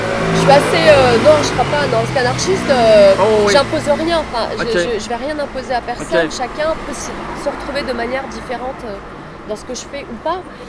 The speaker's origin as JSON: {"language": "French", "town": "Paris", "region": "Île-de-France", "country": "France", "tie": "born or raised there", "said": "Je suis née à Paris. C'est vrai que j'ai toujours vécu à Paris. Les amis, l'école, l'éducation, voilà, c'était parisien dans le quartier latin. C'est Saint-Germain-des-Prés."}